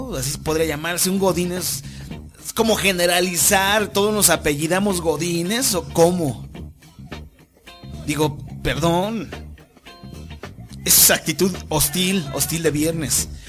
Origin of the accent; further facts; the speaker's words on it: Mexico; Como pueblo mexicano, vuelvo a invitar a todos